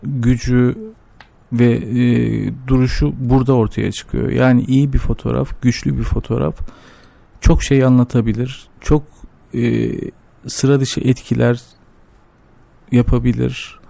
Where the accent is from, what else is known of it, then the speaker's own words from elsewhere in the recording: Ankara, Turkey; Ben Ankara'da büyüdüm. Bütün kazanımlarımızı, edinimlerimizi, her şeyimizi Ankara'da öğrendik. Dolayısıyla evet. Ankara bizi büyüten başkent. Bizi büyüten ve adam eden kent.